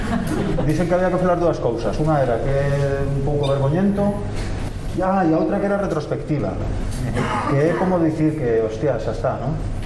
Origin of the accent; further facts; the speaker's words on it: Vigo, Galicia, Spain; now in Madrid, Spain; Yo soy vigués, pero vivo en Madrid, fue muchos años, trabajo allí.